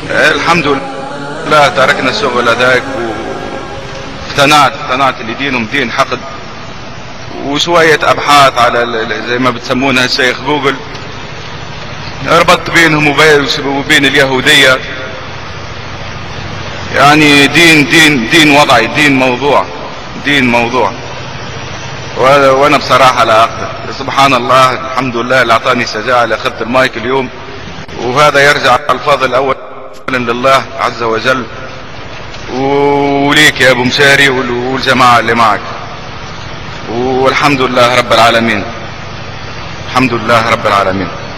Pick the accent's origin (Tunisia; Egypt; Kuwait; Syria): Tunisia; now in United States; انا بعرفكم نفسي انا شاب تونسي هاجرت لامريكا والاوضاع اللي كنت بعيشها في تونس